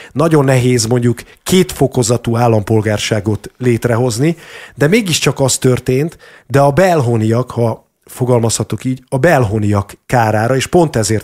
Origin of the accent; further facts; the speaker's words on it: Hungary; mert ha én egyébként magyarországi magyarként kimegyek dolgozni külföldre, már a választás pillanatában hátrányban vagyok